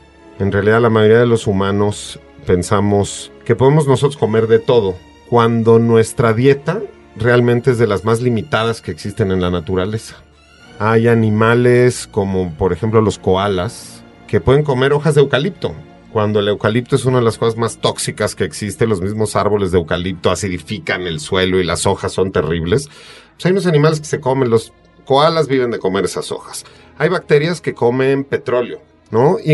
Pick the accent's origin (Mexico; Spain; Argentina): Mexico; podemos bien fácil como mexicanos apropiarnos del canibalismo como algo históricamente relacionado con nosotros.